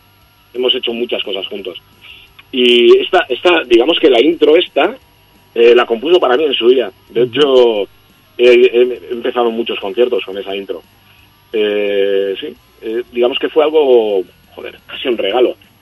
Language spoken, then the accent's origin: Spanish; Catalonia, Spain; mi lengua materna es el castellano, pero me crié en Cataluña, puedo cantar en catalán, aquí en euskera, francés, inglés, un poquito de alemán, algo de italiano, bastante políglota en ese sentido.